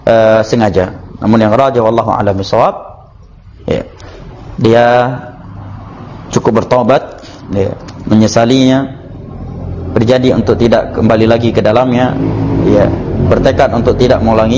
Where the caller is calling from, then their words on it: Bandung, West Java, Indonesia; saya dari Bandung